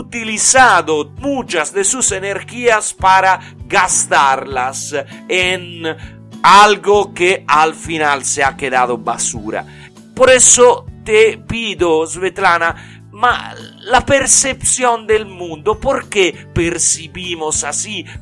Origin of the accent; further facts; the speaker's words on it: Italy; Spanish is a second language; y soy italiano